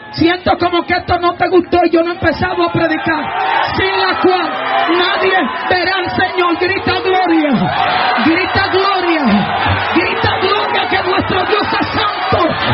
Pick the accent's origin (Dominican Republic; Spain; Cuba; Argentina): Dominican Republic; Oh, nada más no somos los dominicanos que tenemos un unción.